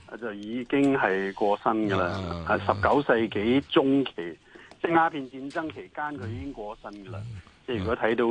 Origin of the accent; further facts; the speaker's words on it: Guangdong, China; 即係凡係棍咧，我哋廣東人講親咧，都係嗰啲騙徒啊。